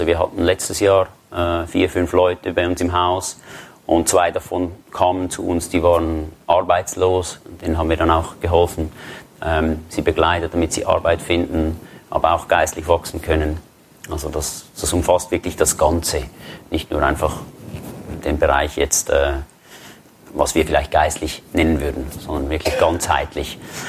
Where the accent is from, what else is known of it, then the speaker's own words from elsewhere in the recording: Switzerland; Ich bin aus der Schweiz, das hört ihr.